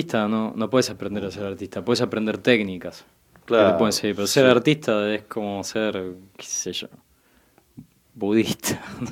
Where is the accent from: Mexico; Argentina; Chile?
Argentina; porque como argentino italiano, la pasta es parte de mi... de mi organismo, ¿no?